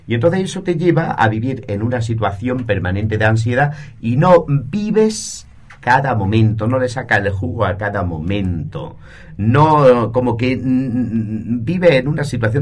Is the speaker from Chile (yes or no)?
no; Spain; Yo cuando vine de España venía como a mil.